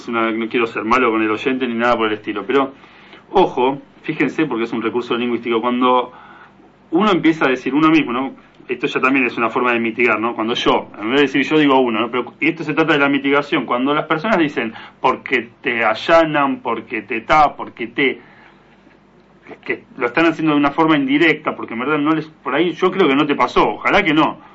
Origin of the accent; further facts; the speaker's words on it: Argentina; born there; soy mitad y mitad. Nací en Argentina, pero de padres uruguayos.